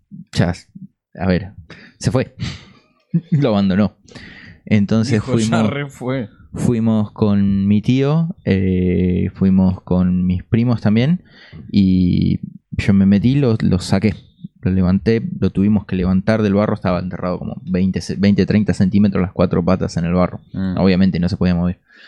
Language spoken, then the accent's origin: Spanish; Buenos Aires, Argentina; born there; Pero nací en Buenos Aires.